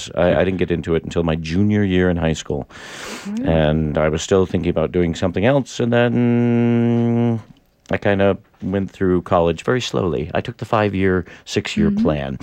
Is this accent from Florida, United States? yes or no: no; Maine, United States; because I'm from Maine originally, mm-hmm. and Emerson College is in Boston. I'm a New Englander.